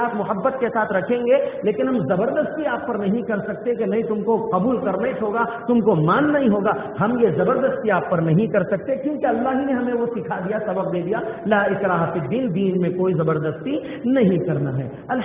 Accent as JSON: {"language": "Urdu", "country": "India", "said": "O Indians, I am also Indian, الحمد للہ. اے ہندوستانیوں، میں بھی ہندوستانی ہوں، میں ہندوستانی مسلمان ہوں الحمد للہ."}